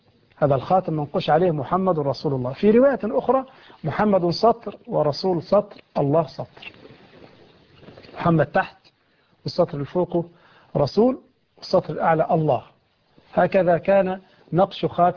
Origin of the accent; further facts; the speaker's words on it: Egypt; خياطين يفعلون عندنا في مصر هذا الخطان من الحرير